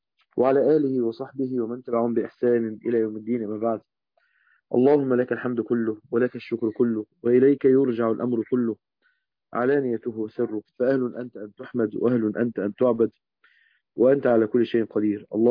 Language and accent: Arabic; Egypt; زي ما بنقول عندنا في مصر، الأرض دي تموت.